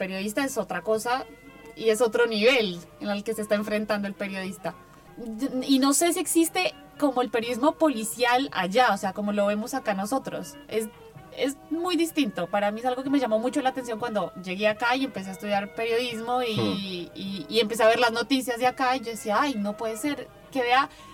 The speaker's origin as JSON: {"language": "Spanish", "country": "Colombia", "said": "yo lo digo por lo que soy colombiana"}